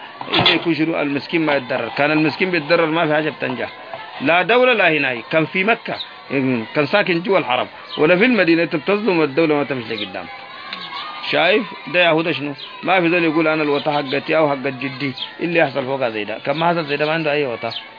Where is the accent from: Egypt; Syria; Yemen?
Yemen; أنا يمني والحرف العراق ما كان نقول بالي وباله